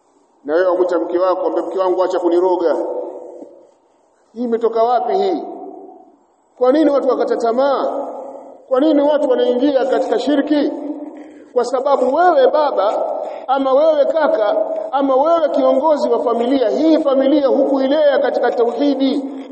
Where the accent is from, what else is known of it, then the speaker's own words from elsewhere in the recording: Tabora, Tanzania; Yupo shekhe mmoja alifika kaburini kule kwetu Tabora.